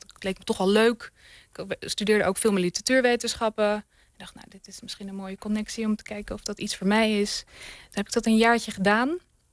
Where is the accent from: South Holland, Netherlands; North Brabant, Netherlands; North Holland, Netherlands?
South Holland, Netherlands; Leiden; also born or lived in The Hague; Ja, ik ben geboren in Den Haag, getogen in Leiden. Maar ik heb een Indiaanse afkomst inderdaad.